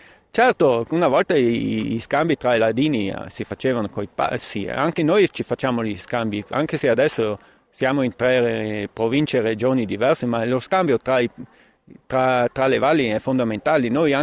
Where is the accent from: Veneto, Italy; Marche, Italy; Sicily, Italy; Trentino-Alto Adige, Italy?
Trentino-Alto Adige, Italy; Canazei; Io sono di Canazei.